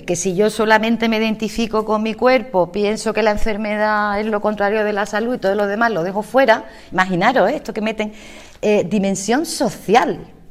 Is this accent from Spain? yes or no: yes; Andalusia, Spain; en mi pueblo, en mi ciudad natal, a mí me llamaba mucho la atención que solamente venían gente de los pueblos alrededor. Venían de Tarifa, de San Roque